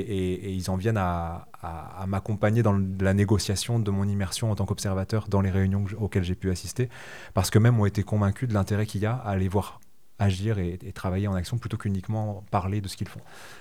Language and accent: French; France; quand vous enquêtez en Allemagne en tant que petit Français